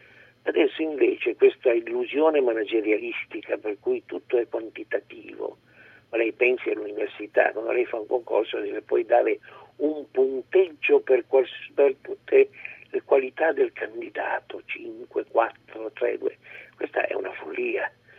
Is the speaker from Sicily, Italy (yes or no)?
no; Turin, Piedmont, Italy; io sono nato a Torino, sono torinese